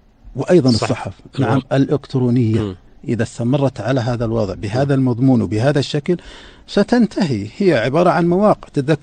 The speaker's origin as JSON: {"language": "Arabic", "country": "Saudi Arabia", "said": "مثل ما عندنا في السعودية"}